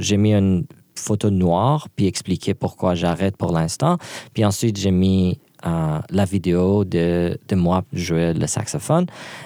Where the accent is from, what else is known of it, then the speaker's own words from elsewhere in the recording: Iran; Puis moi, je suis loin de l'Iran.